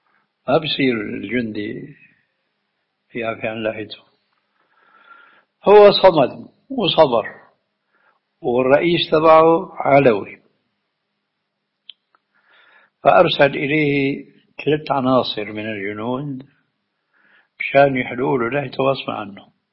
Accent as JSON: {"language": "Arabic", "country": "Syria", "said": "عندنا في الشام وقعت الحادثة التالية"}